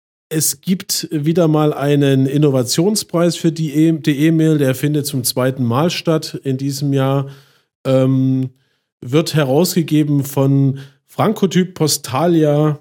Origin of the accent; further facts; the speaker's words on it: Chemnitz, Saxony, Germany; Meine alte Heimat Chemnitz, hätte ich nicht gedacht.